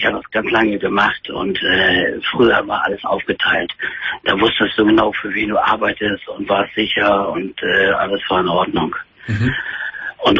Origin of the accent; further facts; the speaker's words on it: Hamburg, Germany; Ich bin in Hamburg groß geworden und habe das dann halt da gemacht, weil ich da geliebt habe.